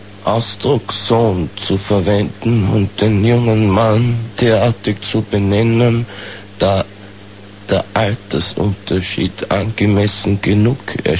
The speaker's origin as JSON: {"language": "German", "country": "Austria", "said": "Na, bei uns in Österreich"}